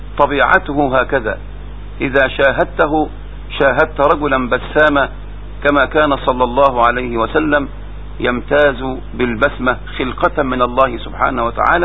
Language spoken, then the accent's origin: Arabic; Minyat Mahallat Damanah, Dakahlia, Egypt; ولكن أذكر موقف في قريتي. توفى في هذه القرية منية محل الدمنة رجلان كبيران